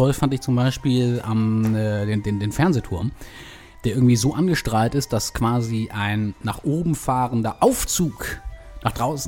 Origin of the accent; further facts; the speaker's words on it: Berlin, Germany; born there; ich bin ja quasi Schleswig-Holsteiner von Gesinnung, auch wenn gebürtiger Berliner